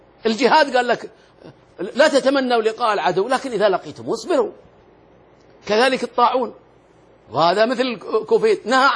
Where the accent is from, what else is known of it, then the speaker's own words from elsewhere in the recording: Al-Ahsa, Eastern Province, Saudi Arabia; يمرون عندنا في الأحساء، رأيتهم وأنا صغير يمرون مشاة أبدا إلى مكة